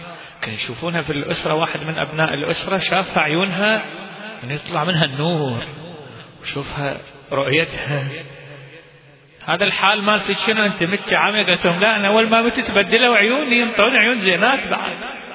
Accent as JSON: {"language": "Arabic", "town": "Baghdad", "region": "Baghdad Governorate", "country": "Iraq", "said": "فهي عندنا في بغداد عاشت صراع لمدة شهر"}